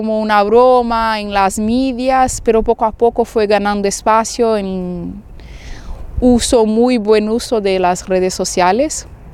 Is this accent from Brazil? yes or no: yes; Brazil; Spanish is a second language; now in Barcelona, Spain; La gente brasileña me encanta, mi pueblo me encanta, somos, no sé, soy sospecha para decir, pero los brasileños son especiales.